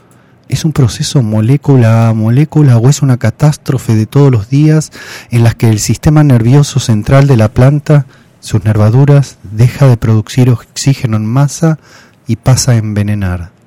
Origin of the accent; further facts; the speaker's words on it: Argentina; yo soy un profesor argentino.